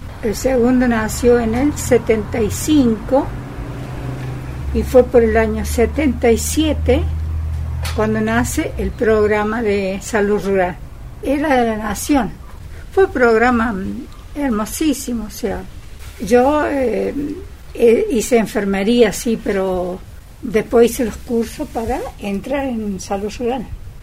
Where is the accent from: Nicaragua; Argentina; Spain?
Argentina; Mina Clavero, Córdoba; born there; Yo nací en Mina Clavero. Después, cuando me casé, mi esposo había alquilado una casita en San Huberto, y ahí vivimos 10 años en esa casita.